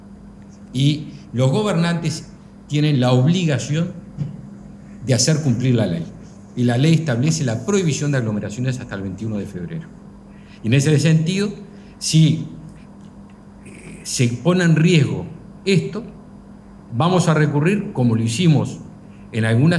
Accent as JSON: {"language": "Spanish", "country": "Uruguay", "said": "todos sabemos, todos somos uruguayos"}